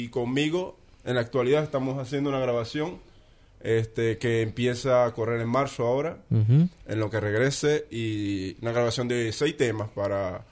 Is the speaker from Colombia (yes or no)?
no; Venezuela; now in Buenos Aires, Argentina; A raíz, viste, que me fui de Venezuela, Nederheim quedó paralizado